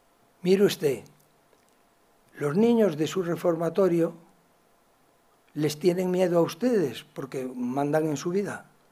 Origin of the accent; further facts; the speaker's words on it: Galicia, Spain; como soy gallego y sé contestar con preguntas